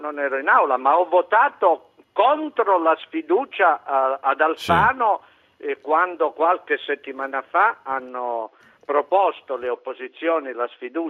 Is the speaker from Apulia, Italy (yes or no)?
no; Cosenza, Calabria, Italy; now in Rome, Italy; io sono nativo di Cosenza, sono calabrese di origine, romano di adozione.